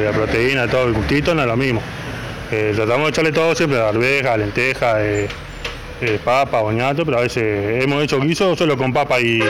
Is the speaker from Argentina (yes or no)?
no; Montevideo, Uruguay; Yo soy de Misenilco. Misenilco sería donde está la refinería ANCAP.